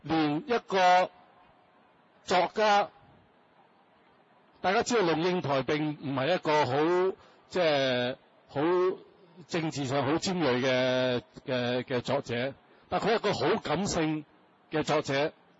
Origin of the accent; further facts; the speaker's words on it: China; 作為老百姓，作為中國人，我哋樂見中國強大